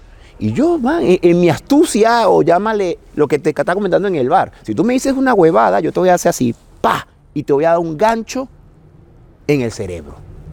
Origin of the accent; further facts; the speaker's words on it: Caracas, Capital District, Venezuela; moved away as an adult; now in Barcelona, Spain; soy de Venezuela, de Caracas, de un barrio que se llama Caricuao, y vivo aquí en Barcelona desde el año 2002.